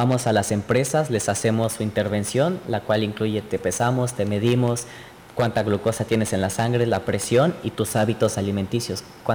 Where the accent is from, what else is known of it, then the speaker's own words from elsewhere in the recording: State of Mexico, Mexico; De hecho, en el centro de la República no pasa. Yo soy del Estado de México.